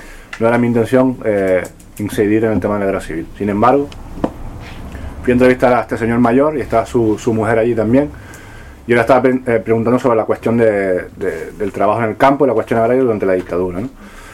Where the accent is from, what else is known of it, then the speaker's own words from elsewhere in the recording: Canary Islands, Spain; es que vengo del Pedroso, mi familia es del Pedroso, pero soy de Tenerife